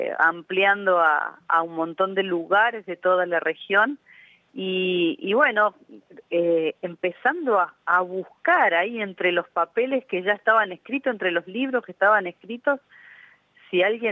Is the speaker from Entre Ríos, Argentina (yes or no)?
yes; Entre Ríos, Argentina; also born or lived in Campana; Entrerriana, nacida en Campana, sí.